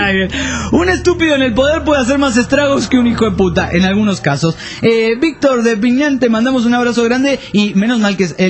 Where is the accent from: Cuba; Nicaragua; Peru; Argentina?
Argentina; pero yo lo puedo decir porque soy argentino